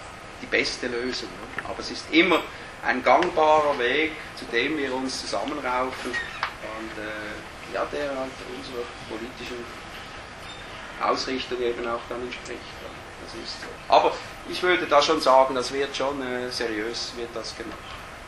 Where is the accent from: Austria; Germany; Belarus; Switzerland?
Switzerland; Bei uns in der Schweiz vielleicht etwas zu viel geschliffen wird, oder?